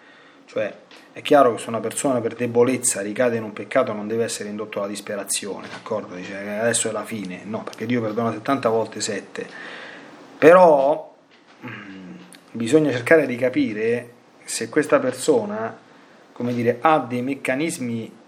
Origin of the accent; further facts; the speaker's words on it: Latina, Lazio, Italy; Io qui sono nella diocesi di Latina, io sono di Latina